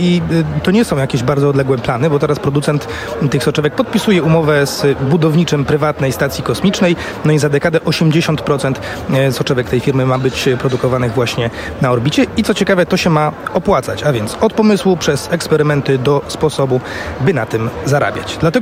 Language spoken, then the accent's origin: Polish; Poznań, Greater Poland Voivodeship, Poland; Jako poznaniak